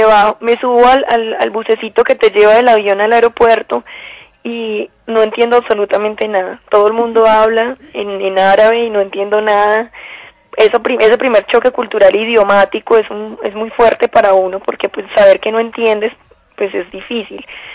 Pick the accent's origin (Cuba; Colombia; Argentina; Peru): Colombia; es un mundo completamente, pues, completamente nuevo para uno como colombiana